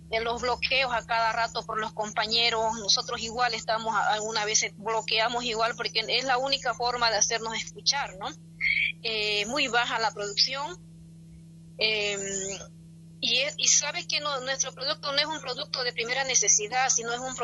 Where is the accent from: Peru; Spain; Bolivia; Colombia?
Bolivia; Riberalta, Beni; Así que yo desde acá, desde mi pueblo Riberalta, solo decirle que tenemos que trabajar bastante